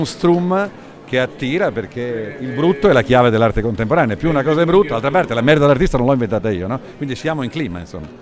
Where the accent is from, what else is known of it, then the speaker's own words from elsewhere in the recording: Toronto, Ontario, Canada; Vengo da Toronto